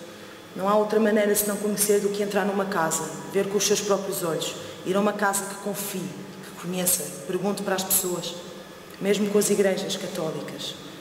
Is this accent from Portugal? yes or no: yes; Portugal; Eu sou portuguesa